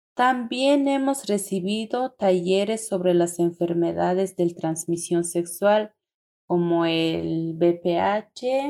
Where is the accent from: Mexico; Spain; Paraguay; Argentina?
Mexico; Tenejapa, Chiapas; soy de Tenejapa.